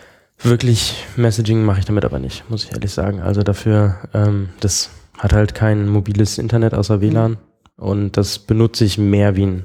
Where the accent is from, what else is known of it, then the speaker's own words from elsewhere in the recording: Bonn, North Rhine-Westphalia, Germany; moved away as an adult; now in Berlin, Germany; So generell im Leben komme ich aus Bonn eigentlich.